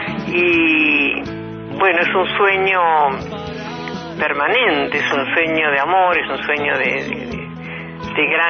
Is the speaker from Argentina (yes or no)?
yes; Argentina; una mujer argentina, una ciudadana más, una mujer común.